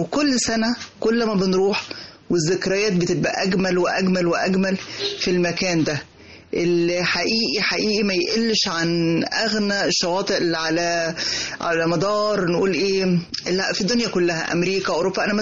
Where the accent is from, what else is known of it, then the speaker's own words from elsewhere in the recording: Egypt; الريف المصري. انا من سنوات عمري الاولى برجع ازور قريتي كل اجازة صيفية، واحيانا اكتر من مرة في السنة حتى في الشتاء